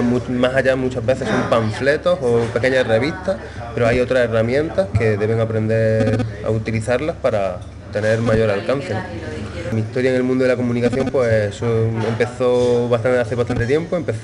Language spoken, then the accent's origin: Spanish; Córdoba, Andalusia, Spain; vengo desde Córdoba, España, y estoy acá en Buenos Aires